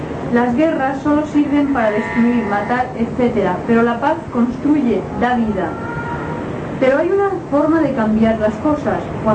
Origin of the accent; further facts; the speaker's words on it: Spain; Tuve que sufrir los horrores, como muchos españoles, de una guerra civil en España.